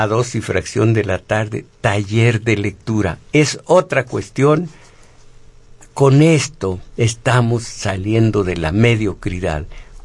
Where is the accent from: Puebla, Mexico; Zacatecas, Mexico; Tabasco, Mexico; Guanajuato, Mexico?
Zacatecas, Mexico; Yo soy zacatecano, Monreal también.